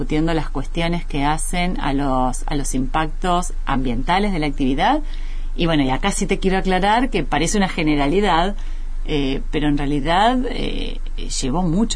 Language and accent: Spanish; Argentina; en países, no solo como Argentina, que tenemos muchas comunidades, bueno, collas principalmente en el norte del país